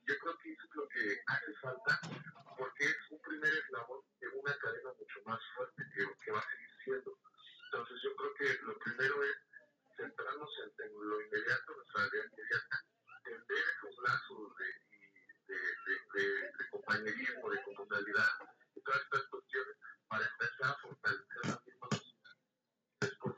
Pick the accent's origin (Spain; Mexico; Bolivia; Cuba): Mexico; como ciudadanos, como mexicanos